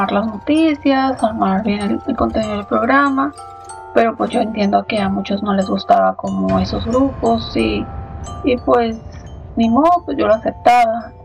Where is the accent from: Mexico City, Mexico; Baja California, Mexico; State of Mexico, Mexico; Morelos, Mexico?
Baja California, Mexico; Tijuana; soy originaria de Tijuana.